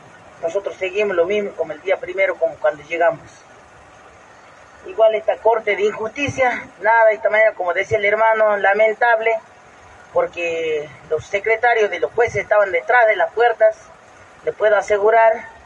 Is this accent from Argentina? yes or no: yes; Jujuy, Argentina; ¿Y por qué nosotros no? ¿Que no somos argentinos?